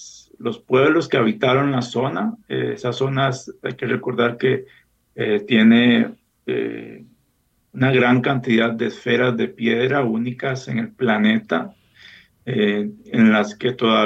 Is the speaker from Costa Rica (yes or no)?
yes; Costa Rica; Y tenemos entonces un misterio, una cuestión que como sociedad costarricense debería de interesarnos para conocer nuestro pasado.